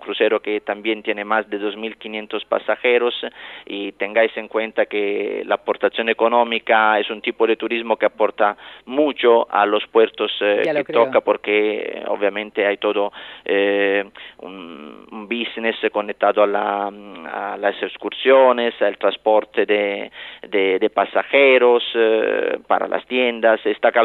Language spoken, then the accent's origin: Spanish; Italy; Yo también, como buen italiano, vendré yo también a disfrutar de la isla de Ibiza muy pronto.